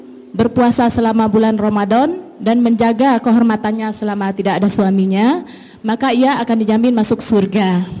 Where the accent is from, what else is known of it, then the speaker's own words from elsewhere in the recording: Solok, West Sumatra, Indonesia; Kebetulan satu kampung dengan Ustaz, Sumatera Barat. Saya dari Solok.